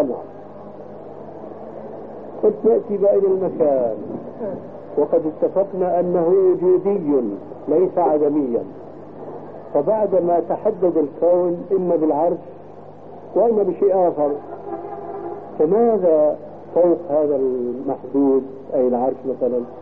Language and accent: Arabic; Syria; ولكن عندنا في الشام عبارة يقولون هلم بجماع الصامات.